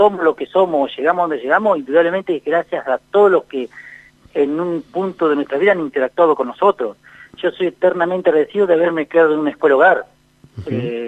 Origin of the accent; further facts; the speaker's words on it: La Pampa, Argentina; fui a la escuela de Abramo, también, pueblos chicos, viste, donde hay mucho compañerismo, qué sé yo. Yo me crié sin TV, en Cuyo Gordo teníamos televisión, y después el secundario en Bernasconi y la universidad pública.